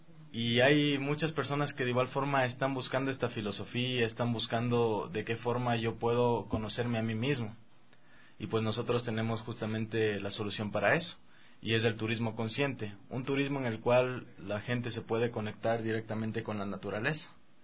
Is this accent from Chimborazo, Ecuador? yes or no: yes; Riobamba, Chimborazo, Ecuador; Desde pequeño, porque yo crecí justamente en Riobamba.